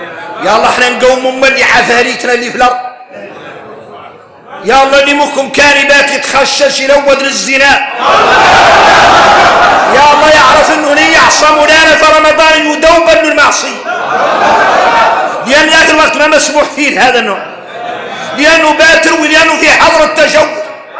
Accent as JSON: {"language": "Arabic", "country": "Mauritania", "said": "إحنا موريتاني قالوا إننا معروفين بكرم الضياف"}